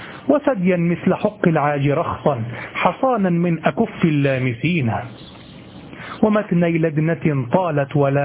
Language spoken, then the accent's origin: Arabic; Egypt; كما تقول عندنا في مصر القاهرة